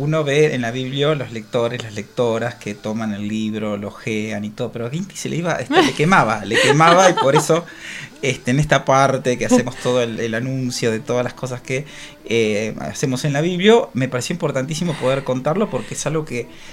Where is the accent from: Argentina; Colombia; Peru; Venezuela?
Argentina; La Plata, Buenos Aires Province; soy platense y no conocía Villa Garibaldi